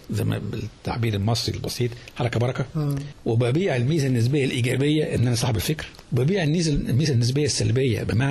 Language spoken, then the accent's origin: Arabic; Egypt; إحنا بلد عايشة في قارتين في أفريقيا وفي آسيا. سيناء دي مش أفريقيا دي في آسيا. أنا عايش على بحرين بحر الأبيض والأحمر.